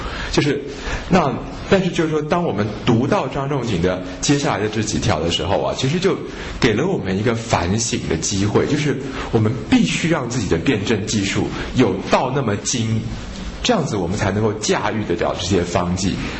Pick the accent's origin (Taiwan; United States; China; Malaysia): Taiwan; 我们台湾人其实有很多事情不太认真哦